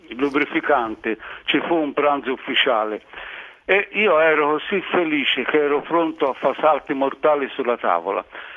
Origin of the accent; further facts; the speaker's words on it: Terranuova Bracciolini, Tuscany, Italy; negli anni 30, quando ero bambino, ragazzino, a Terranova Bracciolini, in campagna, si mangiava il gatto.